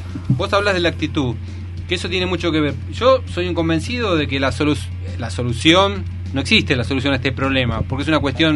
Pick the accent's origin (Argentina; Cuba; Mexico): Argentina; San Martín, Buenos Aires Province; Yo soy de San Martín, digamos que eso sería Villa Zacala.